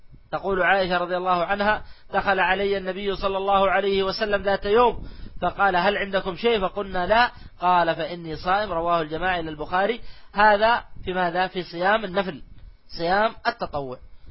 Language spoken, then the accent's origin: Arabic; Saudi Arabia; خاصة عندنا في المملكة العربية السعودية